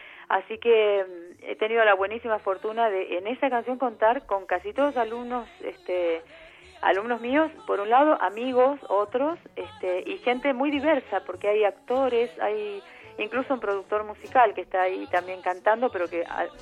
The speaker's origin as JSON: {"language": "Spanish", "region": "Buenos Aires", "country": "Argentina", "said": "Yo soy porteña, soy de Buenos Aires, nací casi al lado del obelisco, pero mi abuela es aborigen, ha sido aborigen de la provincia de Catamarca"}